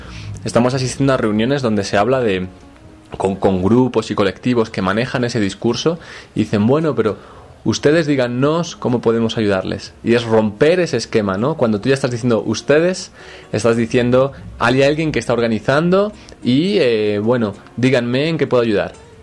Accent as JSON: {"language": "Spanish", "country": "Spain", "said": "Yo, por ejemplo, siendo español de origen, pero soy latino"}